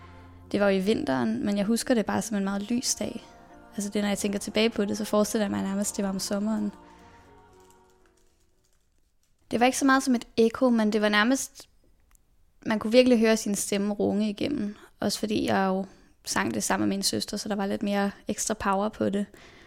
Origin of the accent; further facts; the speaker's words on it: Copenhagen, Capital Region of Denmark, Denmark; jeg blev født på Rigshospitalet den 21. maj i 2000. Og så voksede jeg over på Østerbro, hvor jeg jo bor med min mor, min far og min søster.